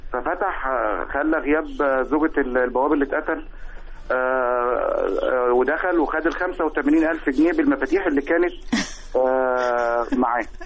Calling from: Abu Zaabal, Qalyubia, Egypt

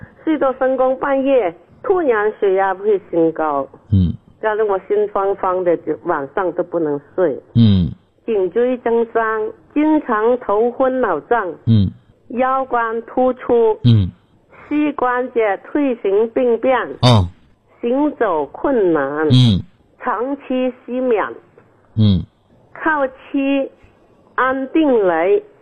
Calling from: Guangzhou, Guangdong, China; 我是广州的学员，新学员呐、啊。我今年是79岁了。

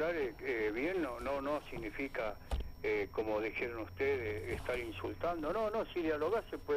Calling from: Burzaco, Buenos Aires Province, Argentina; soy de acá de Bursaco, jubilado.

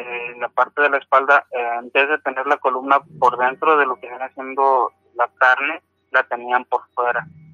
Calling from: Nogales, Sonora, Mexico; Sí, buenas noches, hablo de Nogales, Son

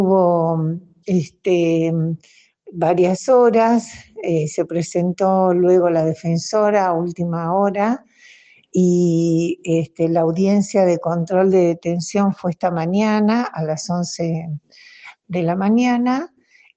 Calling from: Rawson, Chubut, Argentina; de Rawson Chubut y quería comentarles que en el día de ayer

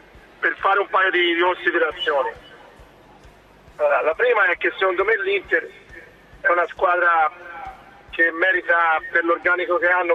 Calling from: Florence, Tuscany, Italy; Buongiorno, ma comunque siamo da Firenze

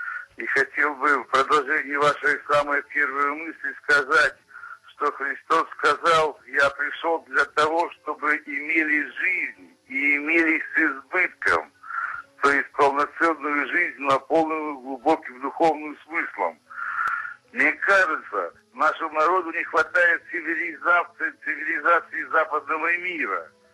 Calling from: Syktyvkar, Komi Republic, Russia; я звоню вам из Сыктывкара.

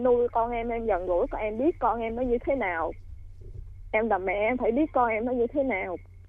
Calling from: Long Thành, Đồng Nai, Vietnam; Dạ, em gọi từ ở Long Thành ạ.

